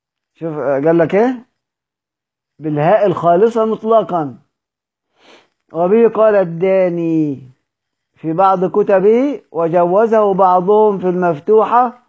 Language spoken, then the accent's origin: Arabic; Egypt; يعني احنا مصريين مبوظين الهمزة خالص، يعني مش بننطقها